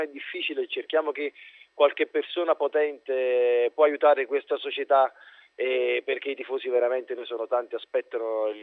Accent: Naples, Campania, Italy; perché sono napoletano e quindi quando sono a casa la domenica vado a vedere sempre le partite.

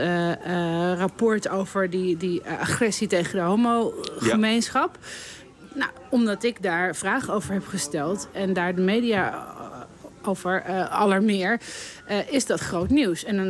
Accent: Amsterdam, North Holland, Netherlands; Ik hou echt van Amsterdam. Ik ben hier geboren in Amsterdam-Oost. Ik woon daar nog steeds.

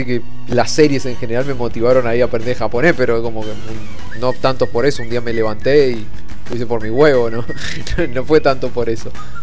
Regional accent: Argentina; como argentino rata

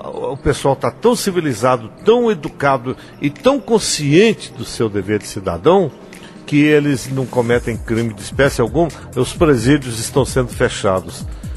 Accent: Brazil; Eu sou brasileiro, vibro pelo meu país, torço pelo meu país.

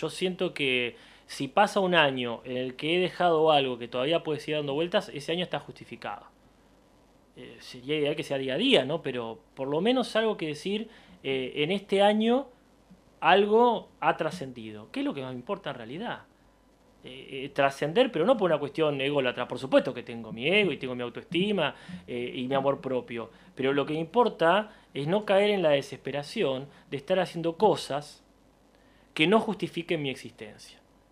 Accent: La Plata, Buenos Aires Province, Argentina; como platense nacido y criado que soy

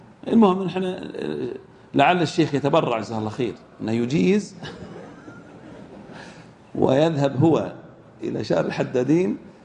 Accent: Al-Ahsa, Eastern Province, Saudi Arabia; المن عندنا في الأحساء كم يزن

